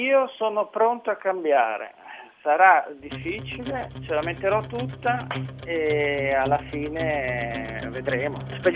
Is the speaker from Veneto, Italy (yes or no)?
no; Genoa, Liguria, Italy; Il piatto preferito da buon genovese sono i gnocchi al pesto